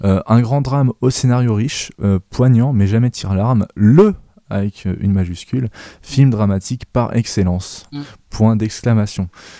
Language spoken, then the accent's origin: French; Grand Est, France; Je suis alsacien, je devrais savoir.